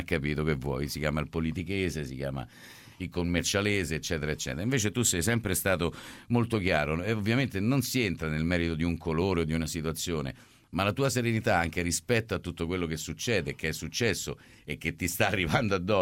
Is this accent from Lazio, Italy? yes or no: yes; Rome, Lazio, Italy; io sono romano